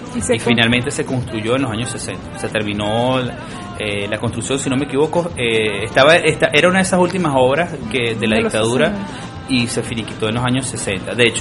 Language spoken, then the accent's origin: Spanish; Caracas, Capital District, Venezuela; also born or lived in Trujillo; No, yo nací en Trujillo, pero me crié en Caracas.